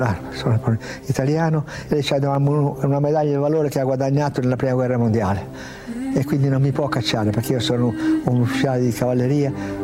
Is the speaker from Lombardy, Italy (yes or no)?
no; Piedmont, Italy; E io forse, e poi da piemontese fesso, testardo, io ho detto no, io devo andare.